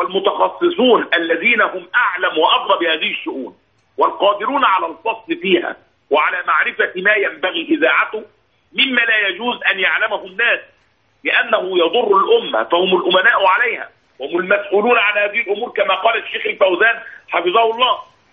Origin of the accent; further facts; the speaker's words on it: Egypt; يحدث هذا كثيرا عندنا في مصر